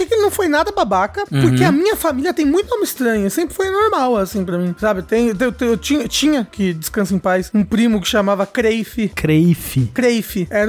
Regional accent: Brazil; Ou talvez porque, como brasileiro, a gente já viu nomes tão piores, né, por aí.

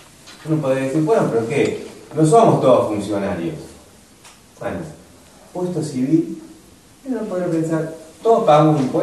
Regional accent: Argentina; Formamos parte, somos contribuyentes del Estado argentino. Somos ciudadanos argentinos.

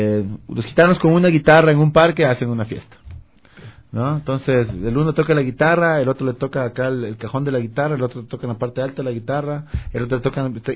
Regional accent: Ecuador; No per se, pero claro, soy de Ecuador y la música me llamaba la atención.

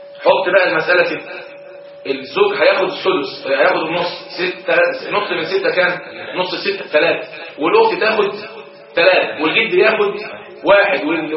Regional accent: Egypt; القضاء الشرعي عندنا في مصر يقضي في الاسر بان الجد شريك للاخوه وليس حاجبا لهم

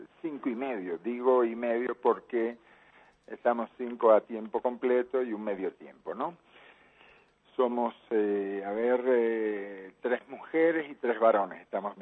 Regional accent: Cuba; born there; also born or lived in Spain / Dominican Republic / Venezuela / Nicaragua; Yo nací en Cuba, Palmiro, pero bueno, me tocó vivir en España, en República Dominicana, en Venezuela, en Nicaragua, en Perú, etcétera

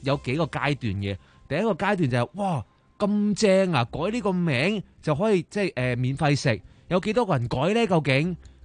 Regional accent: Hong Kong; 咁我哋作为香港人咧，狡猾嘅香港人或者系聪明嘅香港人咧

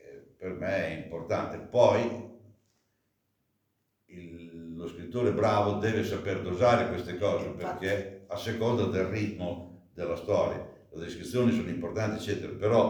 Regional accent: Emilia-Romagna, Italy; Sono romagnolo d'occhio.

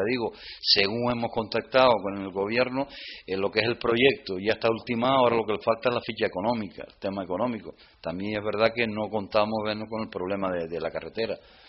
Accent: El Golfo, Canary Islands, Spain; porque yo me crié en el Golfo y nos íbamos a bañar allí

